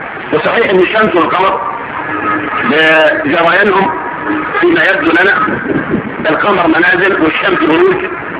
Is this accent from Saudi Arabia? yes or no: no; Egypt; ورا ودنك الشمال كده متجه ايه اللي عندنا في مصر بالذات